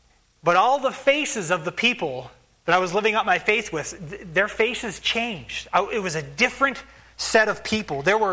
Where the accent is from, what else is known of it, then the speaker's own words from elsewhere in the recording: Spokane, Washington, United States; You know, I grew up in Spokane, Washington, and I lived pretty much in the same house, as far as my memory is concerned. I lived there since I was like 4 or 5.